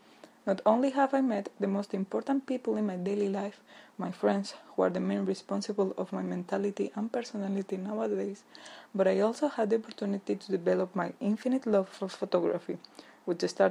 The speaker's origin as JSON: {"language": "English", "town": "Caracas", "region": "Capital District", "country": "Venezuela", "tie": "born or raised there", "also_born_or_lived": "Colombia", "moved": "yes", "lives_now": "Madrid, Spain", "said": "I'm 20 years old, almost 10 of them which I have lived here in Madrid. Even though I was born in Colombia, I spent most of my childhood in the endless summer of Caracas, Venezuela, where my father was born and raised."}